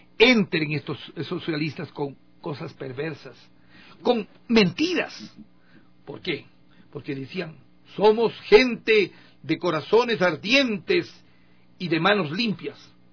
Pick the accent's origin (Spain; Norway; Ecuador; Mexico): Ecuador; esos somos los ecuatorianos, le decía, yo fui emigrante.